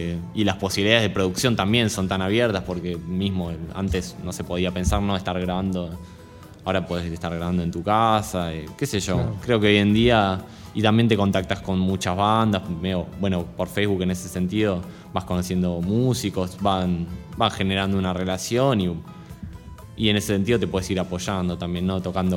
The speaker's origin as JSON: {"language": "Spanish", "region": "Buenos Aires", "country": "Argentina", "said": "Yo no soy del sur, o sea. Soy de Capital"}